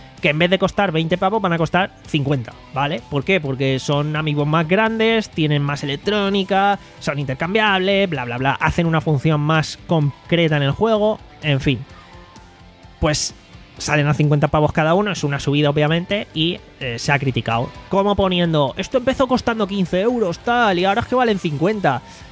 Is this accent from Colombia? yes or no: no; Spain; Pero al cambio porque somos españoles, euro-yen, bla, bla, bla.